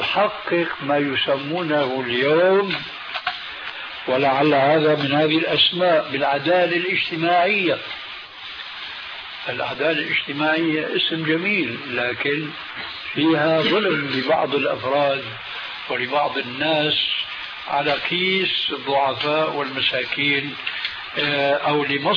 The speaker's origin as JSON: {"language": "Arabic", "country": "Syria", "said": "عندنا في سوريا"}